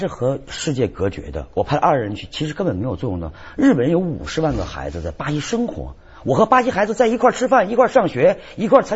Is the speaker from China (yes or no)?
yes; China; 人越多比较，我们中国人啊，像一个人是龙，10个人是虫。